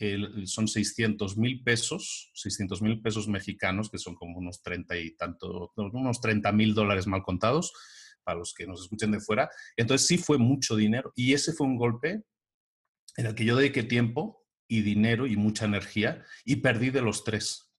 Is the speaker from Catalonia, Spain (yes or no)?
yes; Barcelona, Catalonia, Spain; Yo vengo de Barcelona, por ejemplo.